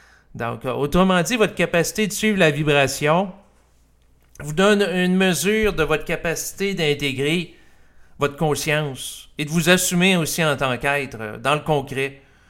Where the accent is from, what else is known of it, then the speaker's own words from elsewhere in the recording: Quebec, Canada; la conception chrétienne de la sexualité, dans laquelle j'ai grandi au Québec